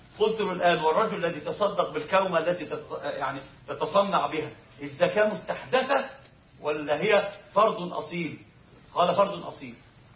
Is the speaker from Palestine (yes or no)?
no; Upper Egypt, Egypt; احنا عندنا في الصعيد بيحلفوا بيه فقرين القران.